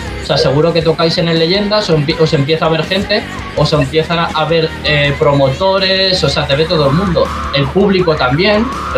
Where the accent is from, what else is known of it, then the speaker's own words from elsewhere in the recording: Valencia, Valencian Community, Spain; now in Madrid, Spain; O sea, yo soy de Valencia, conozco un montón de grupos valencianos